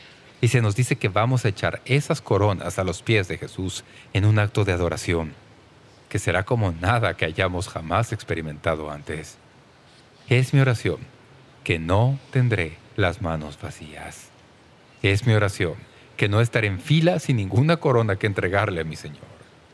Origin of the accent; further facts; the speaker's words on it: Toledo, Ohio, United States; born there; now in San Diego County, United States; Yo nací en Toledo, Ohio, y vivo en el condado de San Diego.